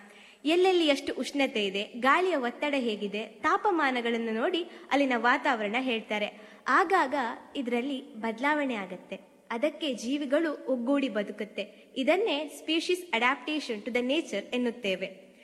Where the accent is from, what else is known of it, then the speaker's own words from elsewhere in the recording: Karnataka, India; ನಾನು ಮೂಲತಃ ಮಲೆನಾಡಿನವಳು. ಅಲ್ಲೇನ್ ಕೇಳ್ತೀರಾ, ದೊಡ್ಡ ದೊಡ್ಡ ಮರಗಳು, ಆ ಮರಗಳ ತಲೆನೇ ಕಾಣೋದಿಲ್ಲ.